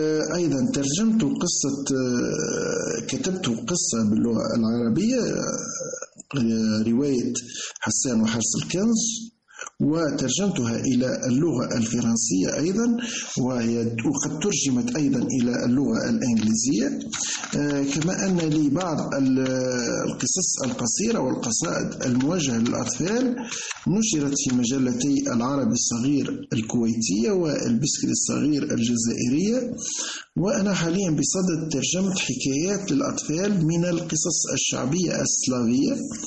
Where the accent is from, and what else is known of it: Redeyef, Gafsa Governorate, Tunisia; born there